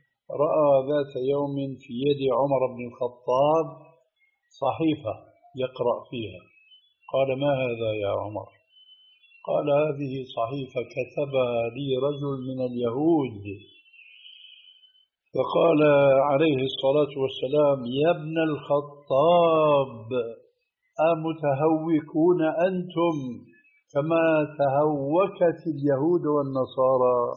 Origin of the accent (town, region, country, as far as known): Syria